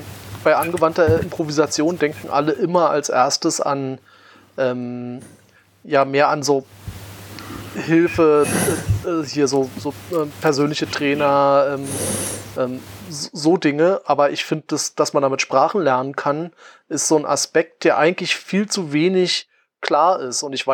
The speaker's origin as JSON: {"language": "German", "region": "East Germany", "country": "Germany", "said": "Ja, also ich komme halt aus der DDR, ich hatte halt Russisch und dann Englisch."}